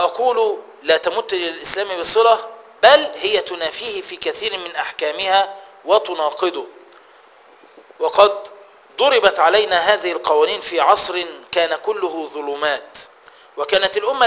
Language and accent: Arabic; Egypt; إحنا بنطبق عندنا في مصر في الحكم وفي القضاء القانون الفرنسي